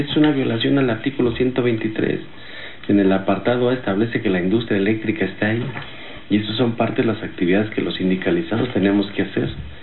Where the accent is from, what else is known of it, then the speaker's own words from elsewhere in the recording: Mexico; las garantías para que tengamos las necesidades básicas como mexicanos.